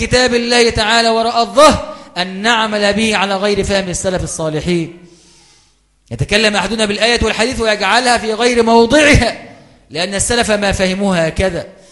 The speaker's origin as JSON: {"language": "Arabic", "country": "Egypt", "said": "التي أصابت بلادنا مصر في هذه الأيام"}